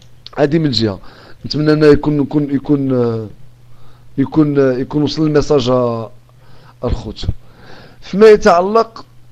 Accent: Morocco; من عندنا حنايا كمغاربه

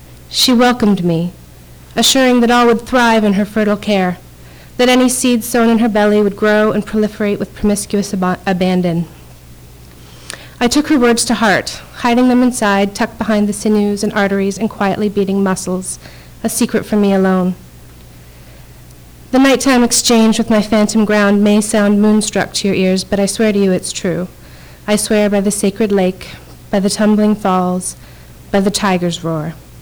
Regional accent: Toronto, Ontario, Canada; now in Hamilton, Canada; I grew up in Toronto, so when I decided to buy a house in Hamilton, I was somewhat conflicted about the decision

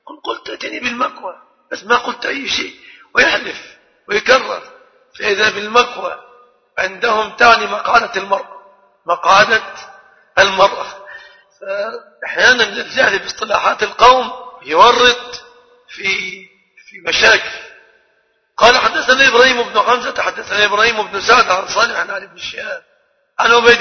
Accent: Egypt; عندنا في مصر اصطلاح خاطئ بعض الشيء

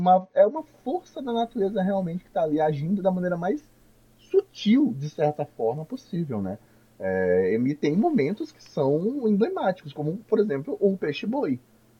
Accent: Amazon, Brazil; como amazônida que sou, eu sempre esqueço que peixe-boi é um bicho que tem no mar também

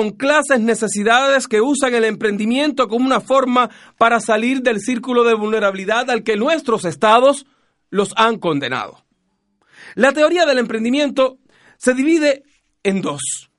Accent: Chile; nosotros como chilenos o los que vivimos acá

